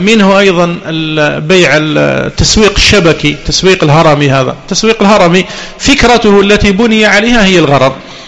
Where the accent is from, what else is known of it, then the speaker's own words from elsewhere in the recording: Algeria; وقد بدأت تدخل عندنا في الجزائر، وكنا لا نسمع بها قديما